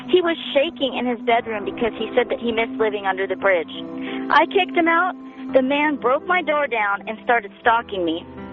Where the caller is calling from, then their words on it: Oceanside, California, United States; I'm calling from Oceanside, and boy, do I have a story for you.